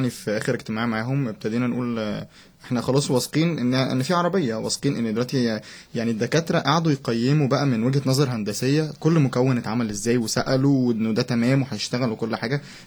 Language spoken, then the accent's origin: Arabic; Egypt; احنا مش اقل من الصين يعني، ومصر فيها يعني مثلا